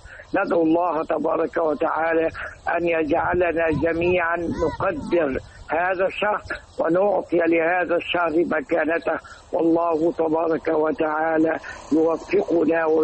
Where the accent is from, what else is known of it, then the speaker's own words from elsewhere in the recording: Egypt; أما المعركة التي يجب ألا ننساها أبدا كمصريين وكمسلمين